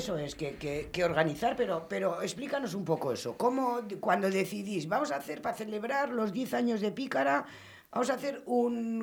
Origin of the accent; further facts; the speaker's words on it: Bilbao, Basque Country, Spain; eso somos de Bilbao